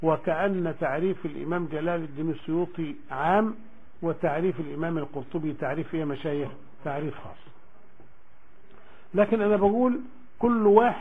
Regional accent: Egypt; احنا عندنا في مصر كذا وكذا وكذا وكذا الى اخره

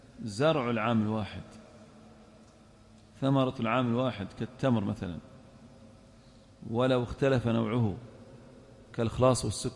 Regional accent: Al-Ahsa, Eastern Province, Saudi Arabia; نفترض لقاط يمشي بين النخيل مثلا عندنا في الأحساء

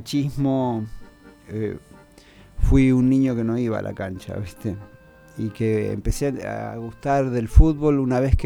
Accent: Argentina; Estoy como un argentino de 60 años.

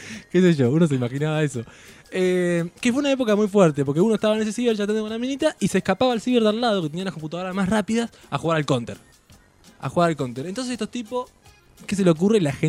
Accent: Gualeguaychú, Entre Ríos, Argentina; Yo soy de Gualeguaychú, Entre Ríos, allá cerquita del Uruguay.

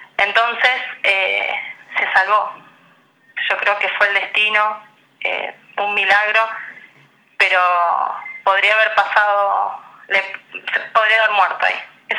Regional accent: Paso de los Libres, Corrientes, Argentina; born there; now in San Lorenzo, Argentina; Nosotros con mi hermana somos nacidas en Paso de los Libres y ya mi hermano nació en Rosario.

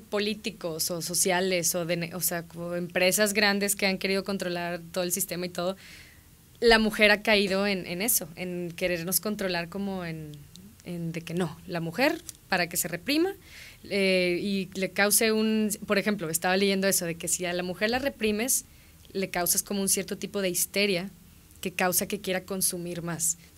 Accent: Mexico; yo soy mexicana

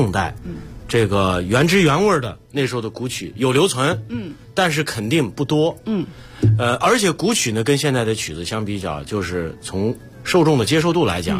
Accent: Xi'an, Shaanxi, China; 这是曹学密也我们老乡，都是陕西人。那个他是渭南的，我是西安的，但我们都是关中的。

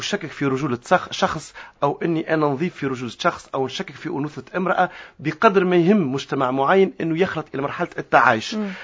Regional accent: Tunisia; لكن هذا أنا اليوم كتونسي

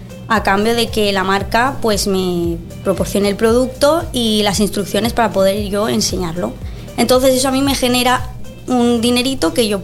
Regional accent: Colombia; now in Spain; Yo soy colombiana, pero me he criado aquí.

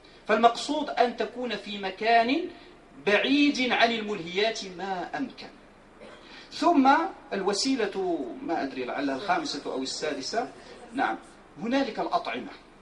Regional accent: Morocco; ولكن هذا البلاذر هو موجود عندنا في المغرب

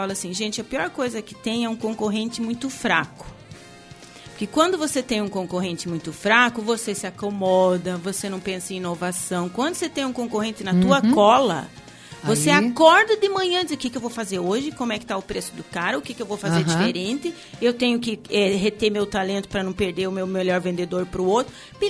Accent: Foz do Iguaçu, Paraná, Brazil; born there; eu sou nascida em Foz, amo minha cidade, mas ninguém, uhum, conhece Foz do Iguaçu.

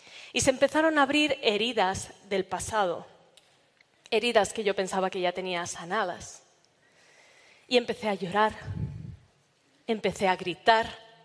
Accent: Barcelona, Catalonia, Spain; yo me acababa de mudar a Madrid, y en uno de estos viajes precarios que se hacen en coches compartidos de Madrid a Barcelona, mi tierra natal

